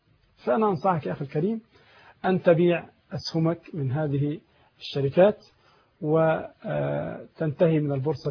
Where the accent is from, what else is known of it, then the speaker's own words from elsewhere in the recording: Egypt; أظن والله أعلم في عندنا في مصر هنا نوعين فقط